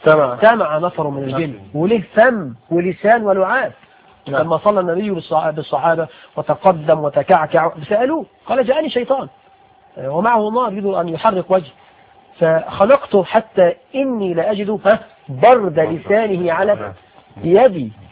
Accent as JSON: {"language": "Arabic", "country": "Egypt", "said": "عندنا في عرفنا كمصريين"}